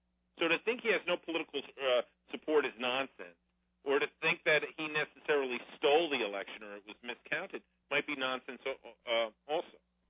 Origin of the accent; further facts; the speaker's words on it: United States; I'm an American, and I don't get obsessed with some third-rate power overseas getting a nuclear bomb.